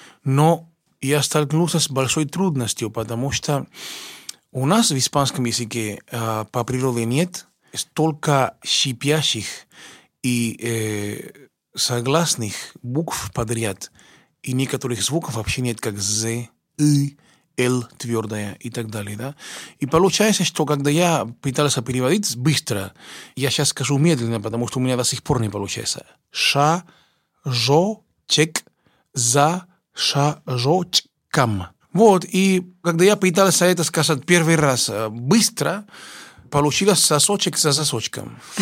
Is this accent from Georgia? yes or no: no; Cuba; moved away as an adult; now in Russia; Приехал я из Кубы учиться в консерватории имени Чайковского, которую окончил экстерном в 93-м году. А приехал я в 89-м году.